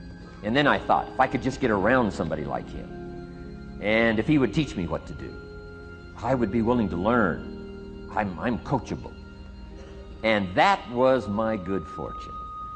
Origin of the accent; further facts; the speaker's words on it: Idaho, United States; I grew up in Idaho, farm country, southwest corner of Idaho.